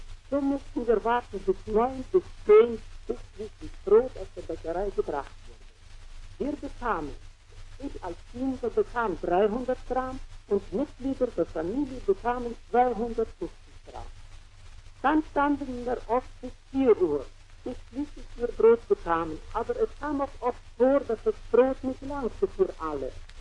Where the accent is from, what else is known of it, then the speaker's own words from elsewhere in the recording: Orenburg, Orenburg Oblast, Russia; moved away as an adult; Ich bin aus Orenburg und habe die Möglichkeit gehabt, am 28. Juni Sowjetrussland zu verlassen. Es waren wohl viele Schwierigkeiten im Wege gelegt worden, aber doch ist es gelungen zu entfliehen. Ich lebte die letzten 2 Jahre in Orenburg